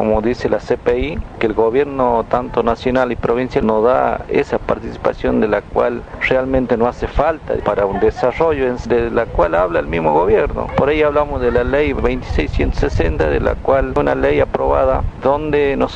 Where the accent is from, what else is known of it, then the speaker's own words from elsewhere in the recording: Palma Sola, Jujuy, Argentina; Desde San Pedro tenemos 110 kilómetros hacia la parte de Salta, tenemos 30 kilómetros ya de línea de Salta, una parte del Chaco.